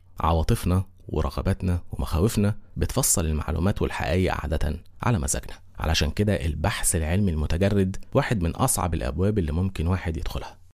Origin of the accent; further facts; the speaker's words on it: Egypt; وطبعا احنا مصريين لو قلنا ما نعرفش نتحرق.